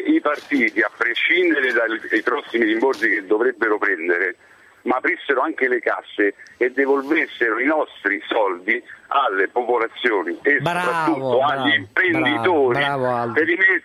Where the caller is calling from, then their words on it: Rome, Lazio, Italy; Siamo da Roma comunque.